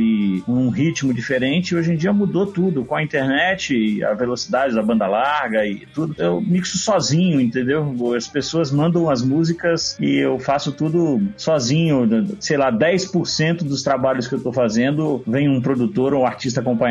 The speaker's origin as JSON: {"language": "Portuguese", "region": "Bahia", "country": "Brazil", "tie": "born or raised there", "moved": "yes", "lives_now": "São Paulo, Brazil", "said": "Hoje eu tô em São Paulo, eu cresci, me formei na Bahia, sou amigo do Diego de lá, eu tô morando em São Paulo tem 3 anos"}